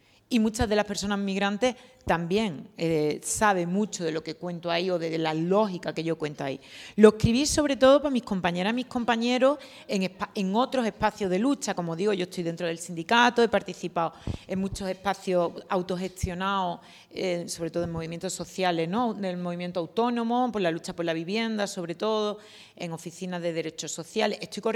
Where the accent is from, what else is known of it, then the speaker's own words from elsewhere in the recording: Seville, Andalusia, Spain; vengo de Sevilla.